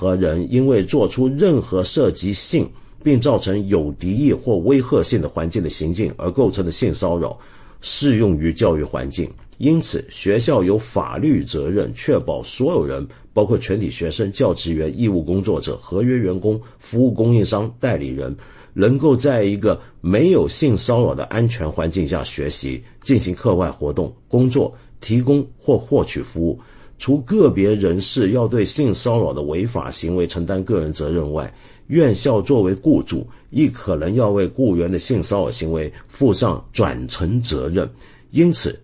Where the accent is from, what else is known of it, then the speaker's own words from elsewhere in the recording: Hong Kong; 我平常批评最猛几十年来都是我自己的城市，我的老家香港